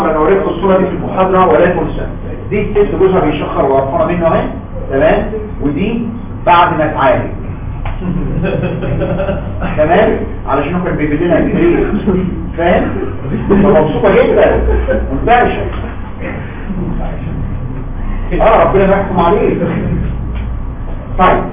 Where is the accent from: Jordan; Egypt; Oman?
Egypt; احنا فعلا مصريين لينا كاركتر مختلف عن العالم كله